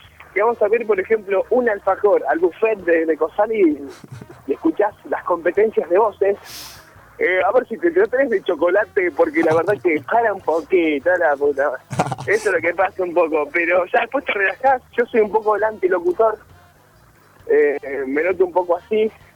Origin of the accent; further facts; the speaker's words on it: Trenque Lauquen, Buenos Aires Province, Argentina; yo vine de Trenquelau, que no conocí un subte, mucho menos que era ser un productor de televisión ni de radio.